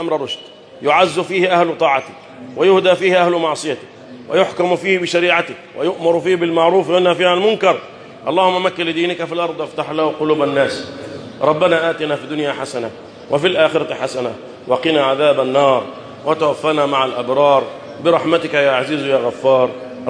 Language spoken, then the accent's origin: Arabic; Egypt; اللهم احفظ بلدنا مصر